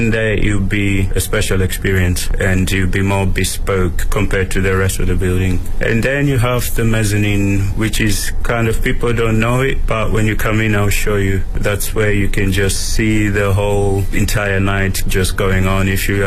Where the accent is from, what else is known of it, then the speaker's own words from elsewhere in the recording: Yorkshire and the Humber, United Kingdom; I'm from Yorkshire, I'm from the north of England.